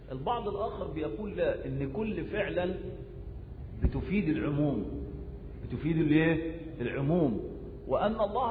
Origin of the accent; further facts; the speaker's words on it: Egypt; وللأسف الشديد التعليم الفاشل عندنا في مصر